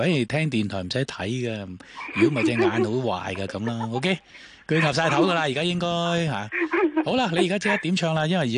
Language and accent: Cantonese; Hong Kong; 我系香港人嚟嘅，我咧就系啦、啊，